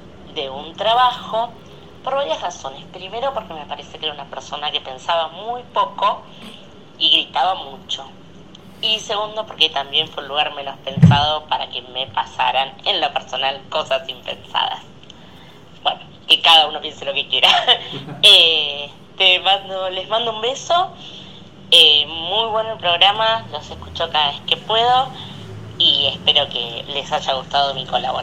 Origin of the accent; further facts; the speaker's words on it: Buenos Aires, Argentina; soy de Villa Crespo.